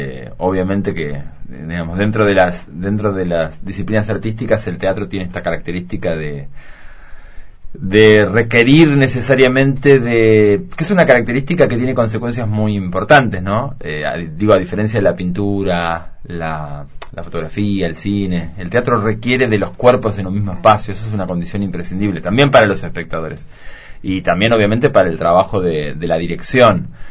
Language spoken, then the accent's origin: Spanish; Entre Ríos, Argentina; yo soy de Entre Ríos, también un territorio muy particular, también bastante aislado de la centralidad.